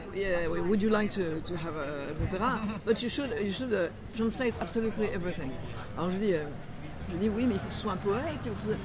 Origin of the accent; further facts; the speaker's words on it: Morocco; born there; Parce que je suis francophone, comme vous. C'est-à-dire que je suis née au Maroc dans un pays qui était francophone.